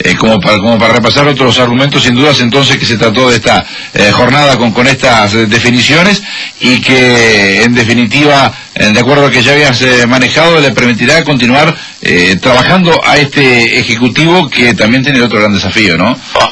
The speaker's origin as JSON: {"language": "Spanish", "country": "Uruguay", "said": "Somos todos uruguayos."}